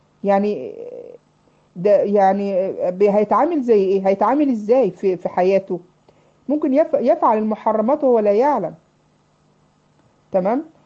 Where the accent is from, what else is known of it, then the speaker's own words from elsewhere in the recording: Egypt; عارفين يا بنات عندنا في مصر يسموا النجع، النجوع والكفور